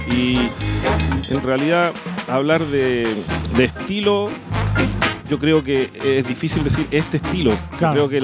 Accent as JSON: {"language": "Spanish", "town": "Viña del Mar", "region": "Valparaíso", "country": "Chile", "tie": "born or raised there", "also_born_or_lived": "Concepción", "said": "allá crecí. Tuve un tiempito viviendo en Conce cuando era chiquito, que no acuerdo casi nada. Pero de allá soy, allá me crié, nací en Viña. Pero bueno, soy de todo este territorio."}